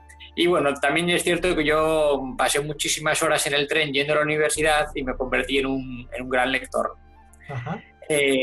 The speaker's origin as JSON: {"language": "Spanish", "region": "Basque Country", "country": "Spain", "tie": "born or raised there", "moved": "as an adult", "said": "yo nací en el País Vasco, que es donde he vivido pues casi toda mi vida, hasta hace 6 años."}